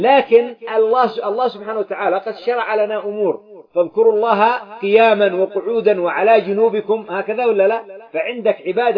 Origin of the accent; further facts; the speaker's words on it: Yemen; خاصة بلدنا اليمن التقطعات والمشاكل فيها متوافرة